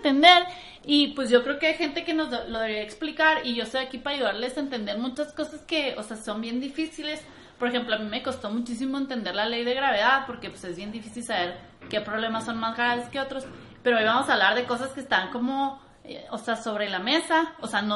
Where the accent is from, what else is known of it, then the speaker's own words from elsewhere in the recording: Chihuahua, Mexico; now in Mexico City, Mexico; Yo soy de Chihuahua, pero me vine para acá porque en Chihuahua no hay nada.